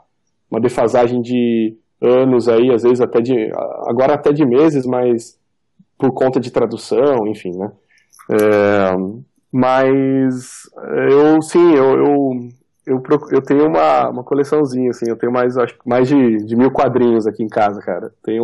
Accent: Valinhos, São Paulo, Brazil; born there; now in Campinas, Brazil; Eu moro aqui em Valinhos, eu moro em Campinas, mas eu nasci em Valinhos

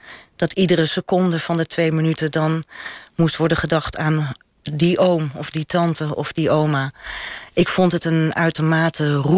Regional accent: North Holland, Netherlands; want ik kom uit de Zaan

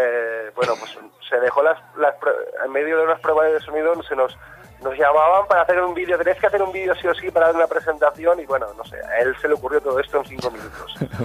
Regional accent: Valencia, Valencian Community, Spain; sí que en mi adolescencia, sobre todo en Valencia, está muy marcada por la música Bacalao.

